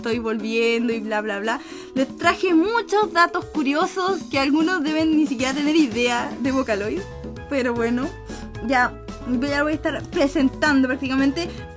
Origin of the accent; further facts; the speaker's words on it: Chile; soy de Chile, entonces voy a estar usando muchos modismos chilenos